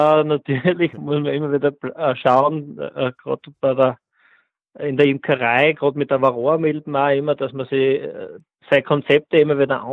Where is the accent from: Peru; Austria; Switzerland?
Austria; Frohnleiten, Styria; bin aus Fronleiten, das ist in der Steiermark.